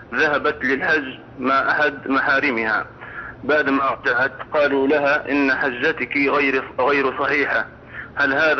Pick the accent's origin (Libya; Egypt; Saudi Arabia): Libya; في بلادنا ليبيا بقينا حائرين من هو ولي أمرنا